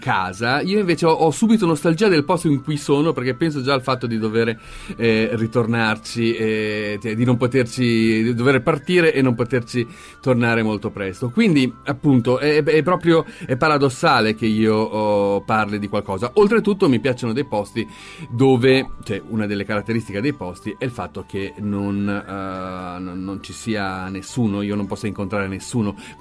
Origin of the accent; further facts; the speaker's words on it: Milan, Lombardy, Italy; Io sono di Milano